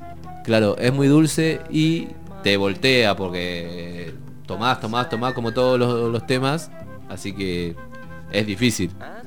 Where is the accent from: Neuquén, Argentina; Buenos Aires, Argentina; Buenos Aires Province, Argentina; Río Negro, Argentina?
Neuquén, Argentina; Aluminé; De Neuquén, sí.